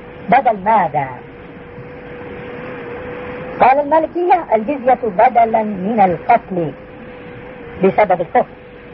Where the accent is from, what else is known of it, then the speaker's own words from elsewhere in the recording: Jordan; الآن 48% إلى 50% من القضاة نصارى عندنا في الأردن.